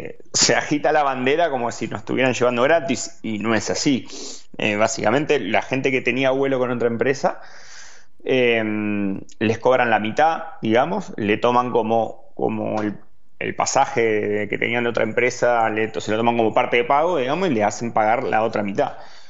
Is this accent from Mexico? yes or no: no; Buenos Aires Province, Argentina; now in Andorra; somos todos argentinos, casi en todo el complejo, digamos, que vivimos, somos todos argentinos. Estoy con chicos de Tandil, con Tomás Marcasó y con Hugo Lema, estoy aquí también. Que también son de Tandil, hay unos cuantos tandilenses más.